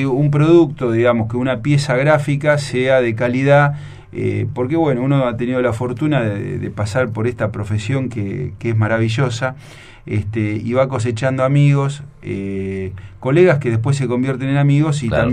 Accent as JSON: {"language": "Spanish", "town": "Mar del Plata", "region": "Buenos Aires Province", "country": "Argentina", "said": "Un día voy a Mar del Plata, yo soy de Mar del Plata, voy a la casa de mis viejos"}